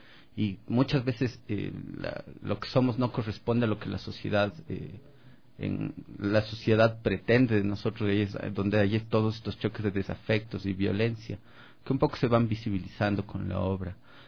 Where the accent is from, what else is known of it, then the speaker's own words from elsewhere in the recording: Cuenca, Azuay, Ecuador; Yo también vengo de una sociedad bastante formal, como me presenté, soy cuencano.